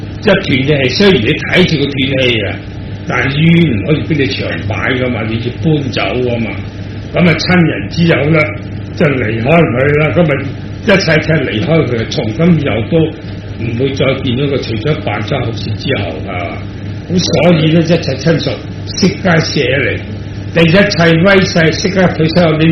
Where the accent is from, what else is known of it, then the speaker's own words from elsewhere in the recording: Hong Kong; 我哋香港人都知啦